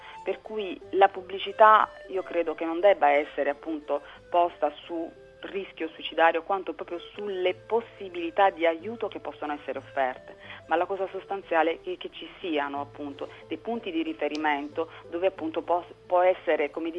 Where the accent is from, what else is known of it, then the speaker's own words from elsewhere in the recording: Bari, Apulia, Italy; io sono pugliese, io sono di Bari